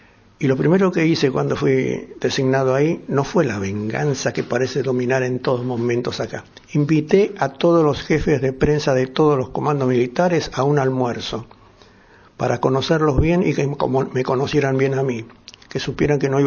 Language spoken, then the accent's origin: Spanish; Buenos Aires, Argentina; Pero yo me crié mucho en Villa del Parque.